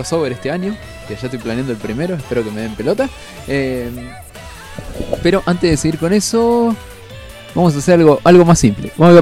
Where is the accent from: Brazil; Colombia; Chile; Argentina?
Argentina; quien no me cree que soy argentino, simplemente porque sé mucho de México